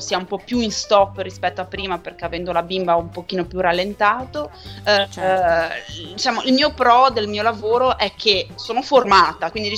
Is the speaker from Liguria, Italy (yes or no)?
yes; Genoa, Liguria, Italy; Noi siamo diffidenti storicamente